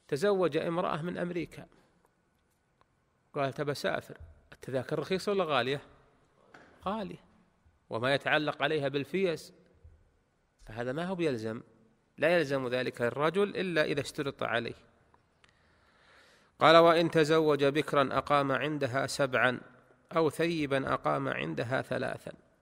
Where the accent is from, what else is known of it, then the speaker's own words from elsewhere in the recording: Saudi Arabia; في بلدنا المملكة العربية السعودية